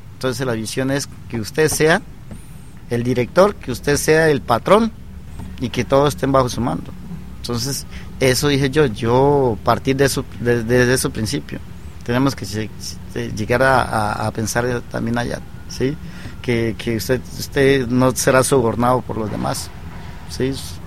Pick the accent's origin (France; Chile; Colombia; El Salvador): Colombia; Tarapacá, Amazonas; moved away; also born or lived in Bogotá; Y yo pues por el estudio salí de Tarapacá, estudié en San Juan Bosco con Leticia, y ahí me fui a estudiar a la ciudad de Bogotá para ser sacerdote.